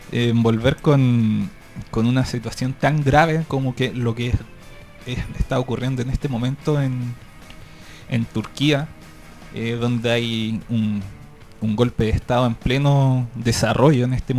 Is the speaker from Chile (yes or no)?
yes; Chile; sobre todo para nosotros como chilenos también en alguna medida.